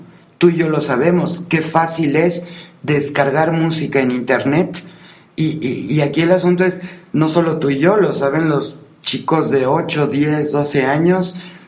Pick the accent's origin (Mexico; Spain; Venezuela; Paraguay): Mexico; nuestra obligación como mexicanos es trabajar el doble